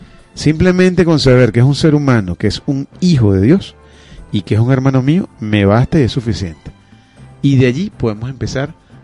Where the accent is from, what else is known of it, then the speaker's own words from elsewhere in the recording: Venezuela; no solamente somos ciudadanos de Venezuela, sino también somos ciudadanos del mundo.